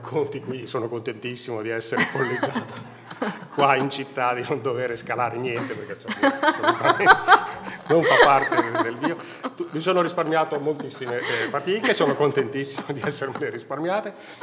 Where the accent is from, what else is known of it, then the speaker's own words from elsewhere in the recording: Bologna, Emilia-Romagna, Italy; born there; now in Bolzano, Italy; in quanto anch'io non sono altoatesino, sono nato a Bologna, mi sono trasferito ormai 12 anni fa